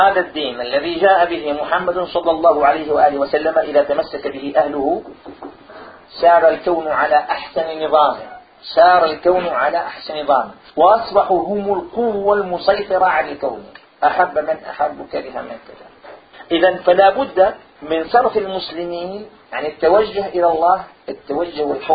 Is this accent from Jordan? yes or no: no; Morocco; أنا مغربية